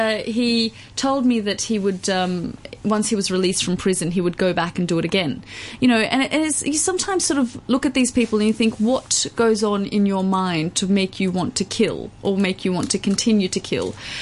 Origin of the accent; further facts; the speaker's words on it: Australia; being a woman, being Australian, really helped.